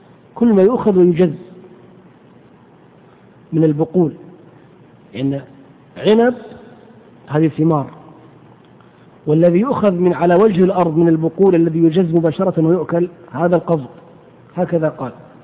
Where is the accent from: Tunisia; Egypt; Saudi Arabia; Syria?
Saudi Arabia; Hejaz; والقت هو العلف الذي يسمى عندنا في الحجاز بالبرسيم